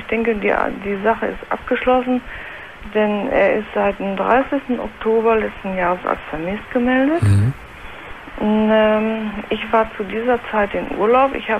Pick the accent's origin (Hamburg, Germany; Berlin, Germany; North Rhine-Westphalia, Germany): North Rhine-Westphalia, Germany; Bielefeld; ich komme aus Bielefeld.